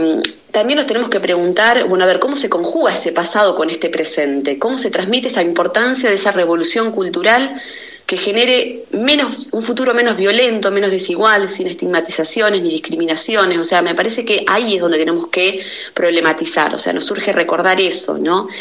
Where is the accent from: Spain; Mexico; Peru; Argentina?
Argentina; ¿Quiénes somos los argentinos hoy?